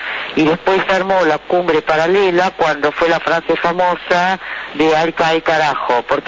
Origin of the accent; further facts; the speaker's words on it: Palermo, Buenos Aires, Argentina; soy de Palermo